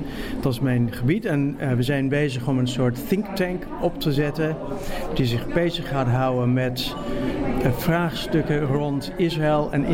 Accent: Australia; Dutch is a second language; moved away as an adult; also born or lived in England; now in Netherlands; Ik kom uit Australië. Ik heb mijn opleidingen in Australië en in Engeland gedaan. Ik woon al 20, 25 jaar in Nederland.

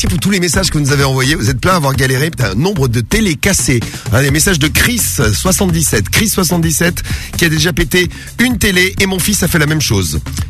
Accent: France; ça se passe chez nous, en France

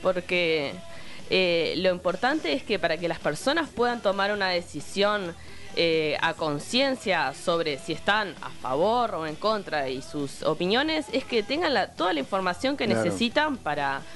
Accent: Minas, Lavalleja, Uruguay; Yo soy de Minas, soy criada en Minas. Mi abuela vive a 3 cuadras de la radio.

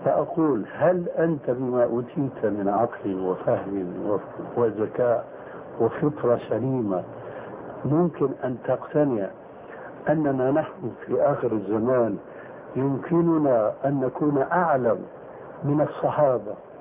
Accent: Levant, Syria; يقولون عندنا في الشام ما علي جواب

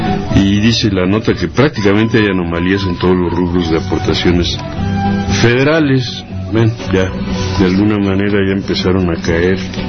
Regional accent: Mexico; no somos los mexicanos pobres

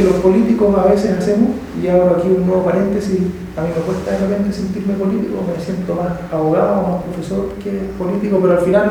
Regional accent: Santiago, Santiago Metropolitan Region, Chile; born there; now in Valparaíso, Chile; Yo soy un porteño por adopción, no soy un porteño de nacimiento. Yo nací en Santiago y por decisión me quedé a estudiar aquí en Valparaíso. Mi familia vive en Viña del Mar

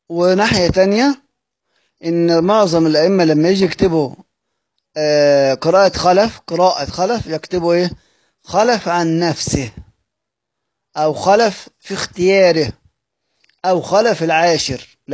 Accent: Egypt; هننتج لنا كلمة تانية إحنا كمصريين سهل بننطقها لأن إحنا متعودين على أصلا في اللغة بتاعتنا وفي اللهجة بتاعتنا

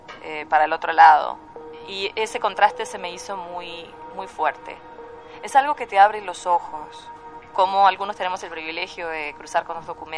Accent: Montevideo, Uruguay; Yo crecí cerca de la Rambla, de la playa, en una ciudad donde, bueno, el viento te lleva volando

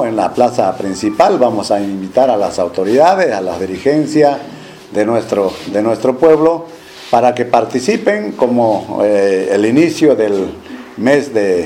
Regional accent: Bolivia; para mostrar el civismo, ¿no? como bolivianos.

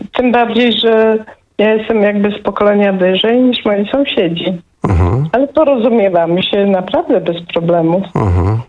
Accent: Silesian Voivodeship, Poland; Tak mówię fajnie, bo jestem ze Śląska.

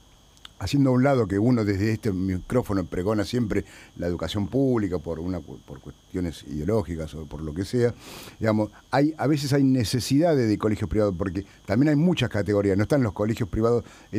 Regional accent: La Plata, Buenos Aires Province, Argentina; los costa que venimos todos los días a Buenos Aires, somos de La Plata

